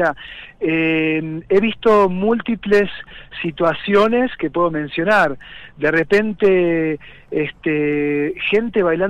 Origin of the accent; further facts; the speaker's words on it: Los Polvorines, Buenos Aires Province, Argentina; moved away as an adult; now in San Esteban, Argentina; Yo soy oriundo, nacido de Los Polvorines, provincia de Buenos Aires, el interior. Hace 12 años que estoy viviendo acá en San Esteban, en Punilla. Tengo 39 años